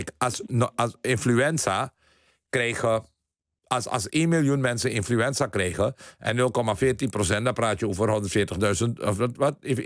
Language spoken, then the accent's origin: Dutch; Netherlands; En ik vind het erg dat mensen mij Hindoestaan noemen, want dat betekent dat ik niet besta. En ik ben een Nederlander en ik ben een Amstelstani.